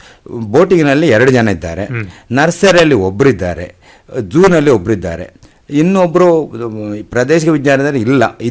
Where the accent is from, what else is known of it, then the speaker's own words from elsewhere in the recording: Uppala, Kerala, India; ನಂದು ಉಪ್ಪಳ, ಕಾಸರಗೋಡು ತಾಲೂಕಿನ ಉಪ್ಪಳ ಬಂದಿಯೋಡ್ನ ಕುಬಣೂರು ಎಂಬಲ್ಲಿ.